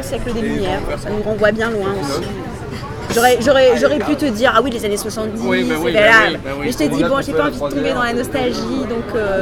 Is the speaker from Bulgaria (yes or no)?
no; Strasbourg, Grand Est, France; first language German; French is a second language; Moi, j'avais appris, parce que l'allemand, c'était ma première langue. Étant de Strasbourg, si